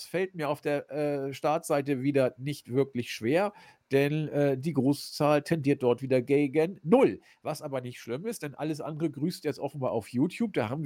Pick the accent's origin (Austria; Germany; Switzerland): Germany; Hamburg; Ich als Hamburger